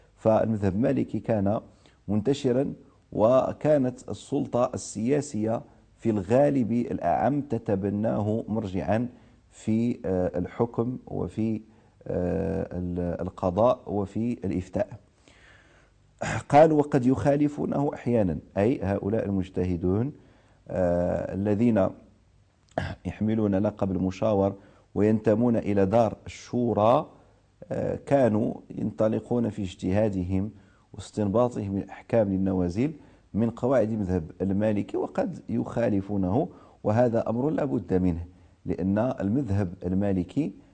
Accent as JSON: {"language": "Arabic", "country": "Morocco", "said": "لأحد المؤرخين عندنا في المغرب"}